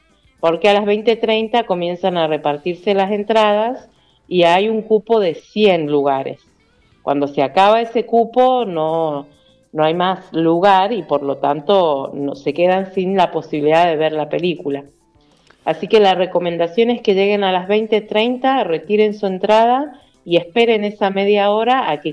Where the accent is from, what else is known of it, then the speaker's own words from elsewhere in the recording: Mendoza, Argentina; está protagonizada por mendocinos. Así que es una oportunidad para ver de otra manera nuestros paisajes, escuchar nuestro acento